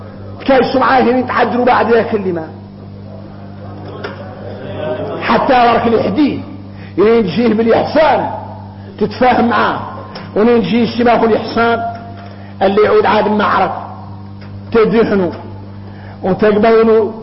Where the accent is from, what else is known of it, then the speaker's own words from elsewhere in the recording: Mauritania; الغريب ان احنا موريتاني